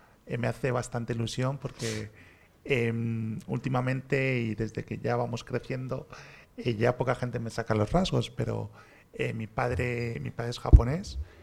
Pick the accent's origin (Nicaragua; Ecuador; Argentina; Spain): Spain; born there; yo ya nací en España. Pero vamos, sí que tengo la mezcla hispano-japonesa. Bueno, en concreto, para que mi madre también se sienta orgullosa, navarro-japonesa.